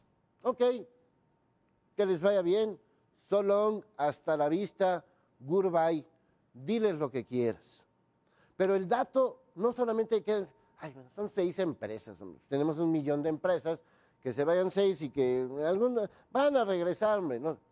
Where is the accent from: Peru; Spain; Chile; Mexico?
Mexico; vivo en México y soy mexicano